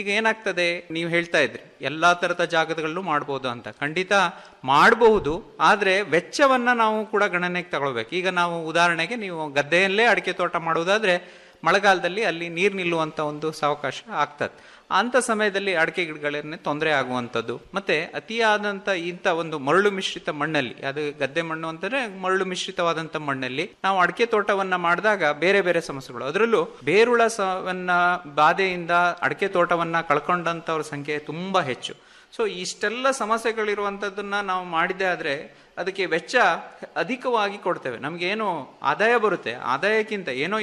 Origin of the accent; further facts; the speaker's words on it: Karnataka, India; ನಾನು ಒಬ್ಬ ಕೃಷಿ ವಿಜ್ಞಾನಿ ಆಗಕ್ಕಿಂತ ಮುಂಚೆ ನಾವೊಬ್ಬ ಕೃಷಿಕನೇ, ಅದು ಅಡಿಕೆ ಕೃಷಿಕರೇ. ನಾವು ಮಲೆನಾಡು ಭಾಗದವರು.